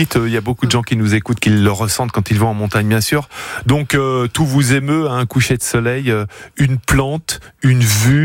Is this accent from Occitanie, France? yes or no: no; Auvergne-Rhône-Alpes, France; je suis originaire des Aravis. Voilà, c'est en Haute-Savoie.